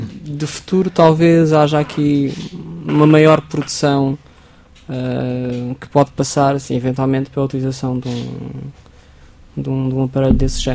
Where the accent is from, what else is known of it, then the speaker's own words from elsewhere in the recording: Portugal; apesar de nós somos portugueses